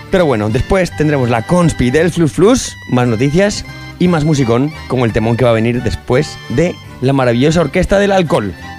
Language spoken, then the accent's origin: Spanish; Aragon, Spain; accent: Eastern Aragonese; Exacto, yo soy del aragonés oriental.